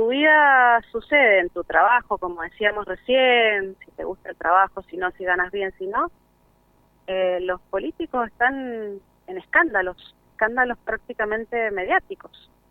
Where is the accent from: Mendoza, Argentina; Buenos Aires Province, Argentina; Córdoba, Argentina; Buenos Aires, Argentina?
Mendoza, Argentina; Y la verdad que como mendocinas, mendocinos, no nos debería dar vergüenza que pase eso.